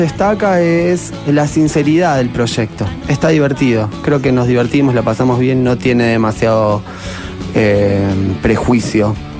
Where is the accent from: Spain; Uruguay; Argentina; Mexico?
Argentina; Buenos Aires; Creo que somos todos de Capital Federal, Ciudad de Buenos Aires.